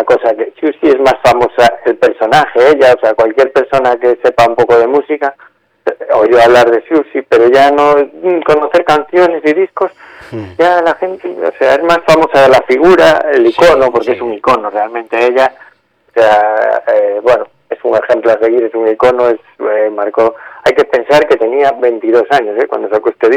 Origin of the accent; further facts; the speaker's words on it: Galicia, Spain; soy un gallego y como buen gallego voy a empezar con una pregunta.